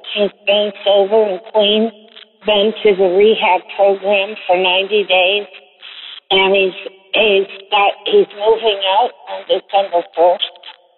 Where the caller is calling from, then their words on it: Newburgh, Indiana, United States; I was bound from Newburgh, Indiana, on Thursday, October the 4th, 2018, at 10:20 in the morning.